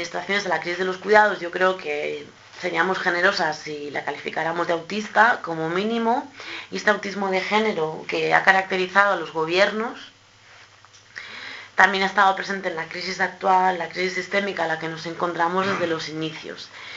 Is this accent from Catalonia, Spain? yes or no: yes; Catalonia, Spain; en el caso de Cataluña, que es de donde yo vengo